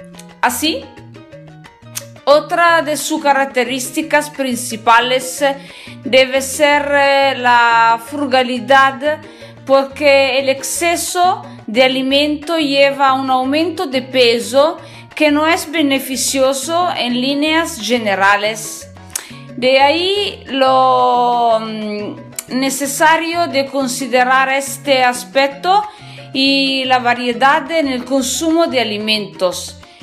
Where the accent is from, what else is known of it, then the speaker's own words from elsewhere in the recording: northern Italy, Italy; Spanish is a second language; recuerdo que soy italiana, en el norte de Italia, estudio español solo da sola